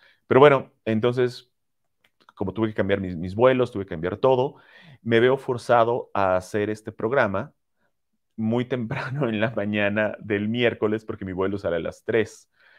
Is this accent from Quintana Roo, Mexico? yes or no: yes; Cancún, Quintana Roo, Mexico; yo soy originalmente de Cancún, toda mi familia continúa viviendo en Cancún y yo los voy a visitar normalmente cada fin de año, diciembre y enero.